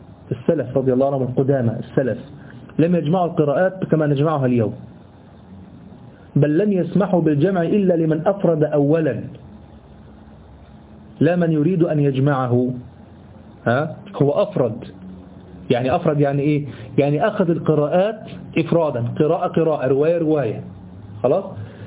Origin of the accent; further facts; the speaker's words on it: Egypt; هي اللي احنا بنقرأ بها كمصريين